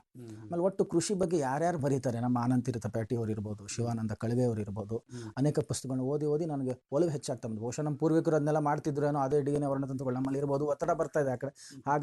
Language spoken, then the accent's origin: Kannada; Bengaluru, Karnataka, India; ನಾನು ಹುಟ್ಟು ಬೆಳೆದಿದ್ದು ಬೆಂಗಳೂರು, ಅವಾಗಿದ್ದು ಬೆಂಗಳೂರೇ ಬೇರೆ, ಇವಾಗ ಕಾಸ್ಮೋಪಾಲಿಟನ್ ಸಿಟಿ, ಆ ಟ್ರಾಫಿಕ್ ಜಾಮ್ಗಳು, ಒತ್ತಡಗಳು